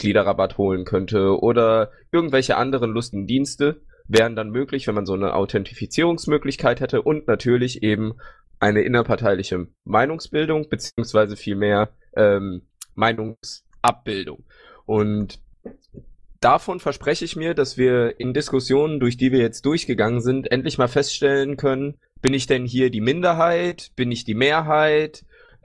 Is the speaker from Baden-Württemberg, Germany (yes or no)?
yes; Baden-Württemberg, Germany; Ich bin jetzt 24 Jahre alt und wie gesagt, schon, ich komme aus Baden-Württemberg. Genauer gesagt wohne ich in Heidelberg